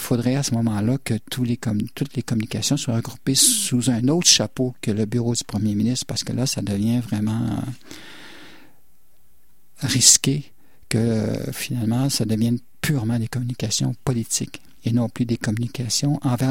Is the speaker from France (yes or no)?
no; Quebec, Canada; je suis originaire de la Mauricie.